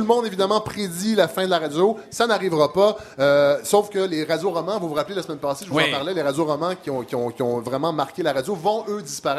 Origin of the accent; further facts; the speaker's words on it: Saint-Hyacinthe, Quebec, Canada; quand j'étais jeune à Saint-Hyacinthe